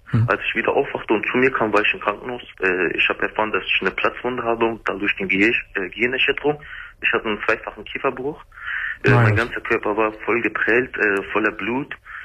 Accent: Germany; born there; ich als Kurde bin hier in Deutschland geboren.

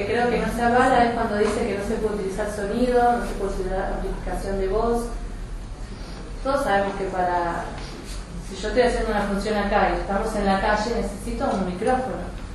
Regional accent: Capilla del Monte, Córdoba, Argentina; soy de Capilla del Monte, de toda la vida. Soy artista callejera.

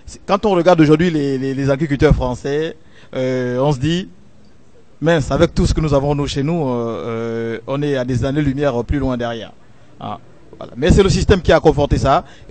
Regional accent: Gabon; Et chez nous, au Gabon, généralement, on a pour coutume de dire

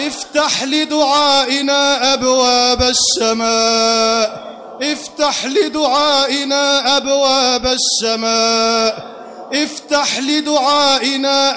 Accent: Egypt; اللهم احرس بلدنا مصر بعينك التي لا تنام

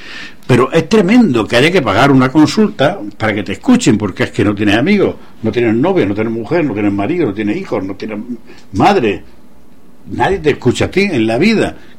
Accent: Andalusia, Spain; yo soy andaluz y la palabra que yo dije fue multinacionales

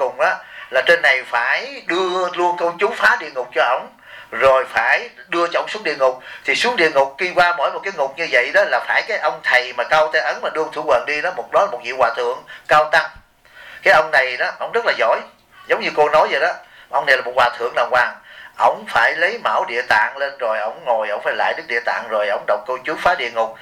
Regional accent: Bien Hoa, Dong Nai, Vietnam; tôi cũng là dân Biên Hòa

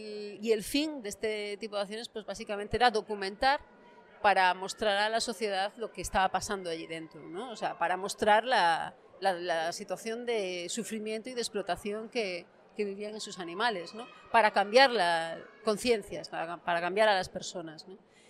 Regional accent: Galicia, Spain; pues yo soy de Galicia

